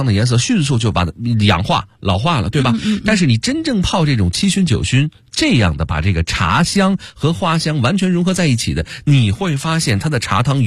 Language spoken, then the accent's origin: Chinese; Beijing, China; 这个我北京人代表我们北京的这个朋友们感谢小谭